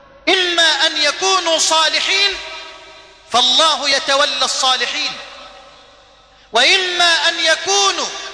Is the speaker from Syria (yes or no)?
no; Egypt